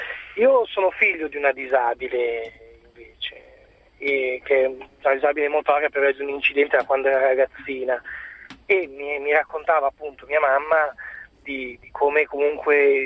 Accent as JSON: {"language": "Italian", "town": "Milan", "region": "Lombardy", "country": "Italy", "said": "un episodio in particolare a Milano, siamo di Milano, era dove andare al comando dei vigili"}